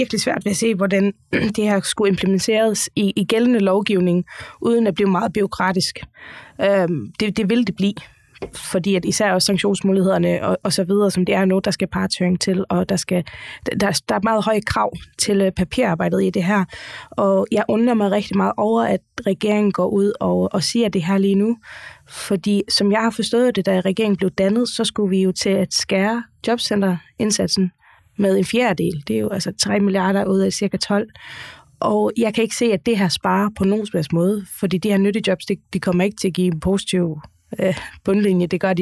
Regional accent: Faroe Islands; nu kommer jeg fra Færøen, der er ledigheden altid lavere

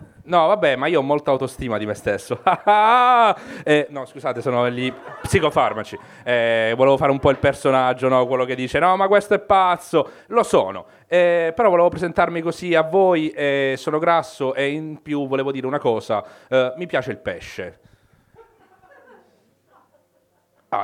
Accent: Basilicata, Italy; non sono uno che viaggia, sono dalla Basilicata, quindi quello che faccio è tornare in Basilicata e dire, ah, sono in vacanza

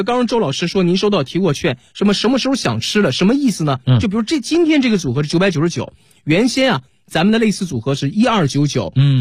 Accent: Dalian, Liaoning, China; 大家好，我是来自辽宁大连的

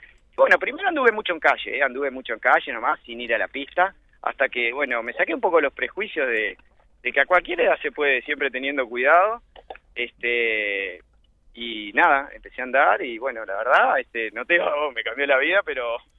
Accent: Montevideo, Uruguay; Yo soy de Montevideo.

